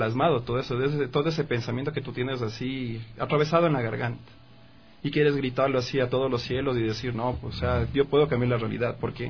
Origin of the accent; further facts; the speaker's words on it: Ecuador; cómo llegó a nosotros la realidad de española hasta a nosotros como ecuatorianos, a nosotros como sudamericanos